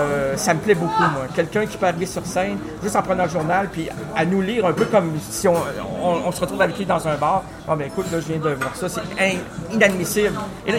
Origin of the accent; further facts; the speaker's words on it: Quebec, Canada; Nous sommes des Québécois à cause de René Lévesque. Avant ça, on disait des Canadiens français d'Amérique du Nord, donc c'était long.